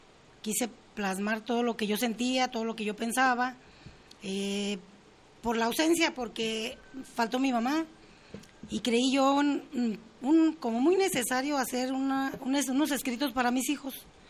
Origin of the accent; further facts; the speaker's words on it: La Piedad, Michoacán, Mexico; born there; Bueno, yo soy nacida en La Piedad, Michoacán.